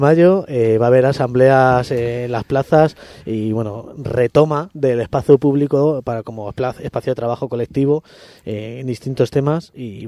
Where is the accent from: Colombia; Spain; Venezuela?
Spain; Madrid, Community of Madrid; tengo que decir como madrileño ya de 35 años